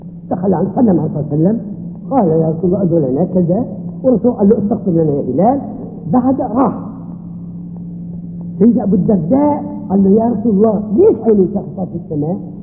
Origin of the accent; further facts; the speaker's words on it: Syria; مثلا بلادنا بلاد الشام بلاد سوريا